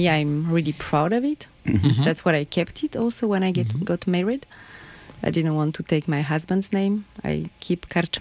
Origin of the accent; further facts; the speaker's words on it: Caen, Normandy, France; Caen is in Normandy, and I have a house in French Brittany.